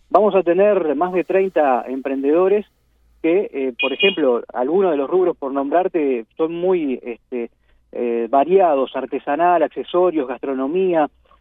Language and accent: Spanish; Durazno, Uruguay; Nosotros nacimos en Durazno, yo vivo en Durazno, soy de Durazno